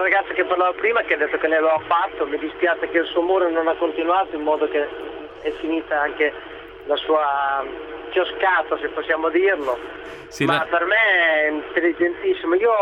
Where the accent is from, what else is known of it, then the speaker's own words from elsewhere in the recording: Riccione, Emilia-Romagna, Italy; sono di Rizzone e quindi mi...